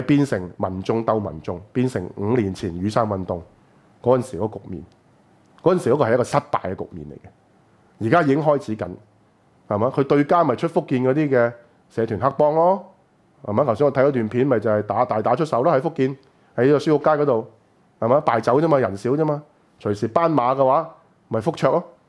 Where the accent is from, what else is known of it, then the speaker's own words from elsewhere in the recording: Hong Kong; 你都唔係 anything 我哋香港人噶啦，係嘛？